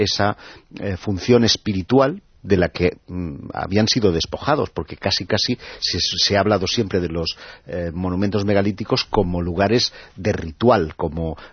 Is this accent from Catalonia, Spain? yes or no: yes; Catalonia, Spain; Bueno, por hablar de mi tierra, en toda la zona de la Ampurdana hay 150 megalitos